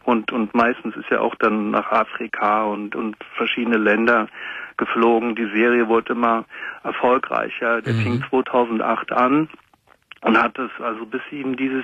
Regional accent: Münster, North Rhine-Westphalia, Germany; Ich bin aus Münster in Westfalen.

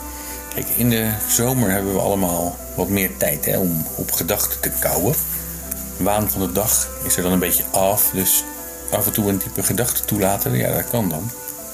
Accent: Netherlands; waarom we als Nederlanders zoveel verwachten van de overheid

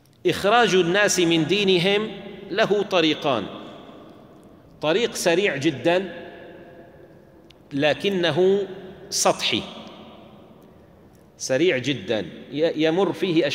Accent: Syria; عندنا في الشام إذا كان استغلق على الإنسان الفهم يقال نتكلم بالتركي

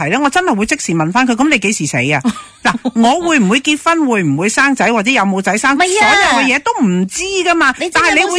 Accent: China; 嗱，我哋中国人咧就好讲孝道嘅

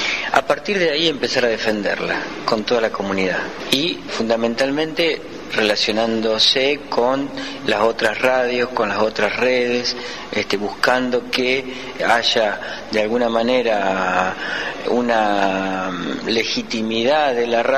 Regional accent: Rosario, Santa Fe, Argentina; vengo de la ciudad de Rosario

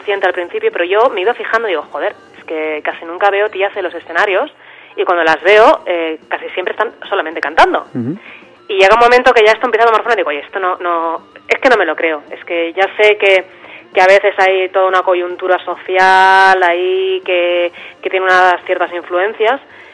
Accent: Barcelona, Catalonia, Spain; de Barcelona, y hace muchísimos años que me dedico a la fotografía

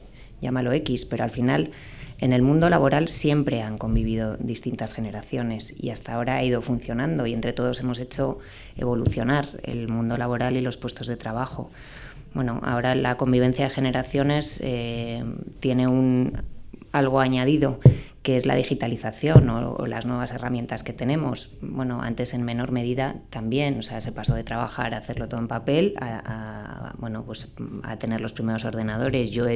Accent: Galicia, Spain; Como soy gallega

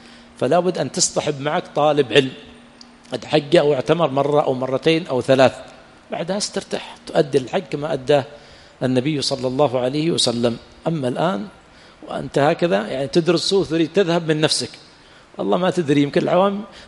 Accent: Yemen; لكن في بلادنا اليمن حمار وحشي ما استقى

